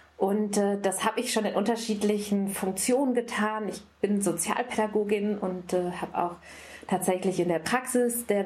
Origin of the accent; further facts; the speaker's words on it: North Rhine-Westphalia, Germany; Also ich bin im Ostwestfalen-Lippe groß geworden, da war der Feminismus jetzt nicht unbedingt zu Hause.